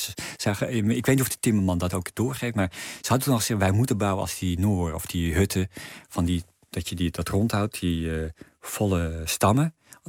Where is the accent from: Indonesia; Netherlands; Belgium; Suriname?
Netherlands; North Holland; Ik kom uit de Zaanstreek.